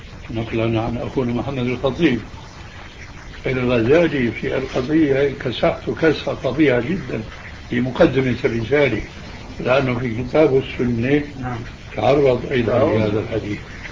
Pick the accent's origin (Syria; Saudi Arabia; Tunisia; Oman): Syria; اللي بيسموها عندنا في الشام